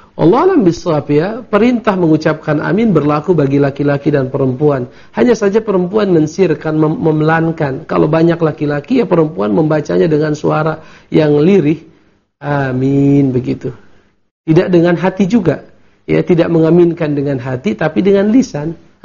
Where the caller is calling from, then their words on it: Bukittinggi, West Sumatra, Indonesia; Saya dari Bukit Tinggi ingin bertanya